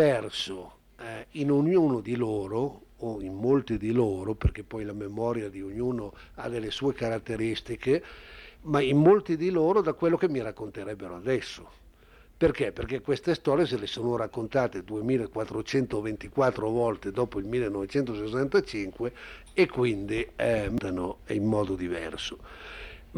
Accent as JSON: {"language": "Italian", "region": "Piedmont", "country": "Italy", "said": "per me, che vengo dal Piemonte, è un po' scioccante"}